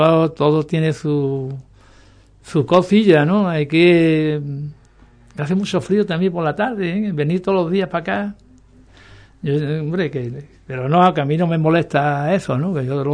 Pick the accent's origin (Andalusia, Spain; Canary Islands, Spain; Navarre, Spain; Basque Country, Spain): Andalusia, Spain; Ubrique; yo mi pueblo antes que nada, antes que nada, yo lo que quiero es promoción para mi pueblo